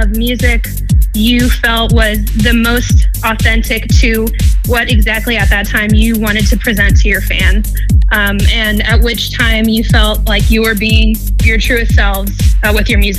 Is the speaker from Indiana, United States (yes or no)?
no; Irvine, California, United States; I'm from Irvine, California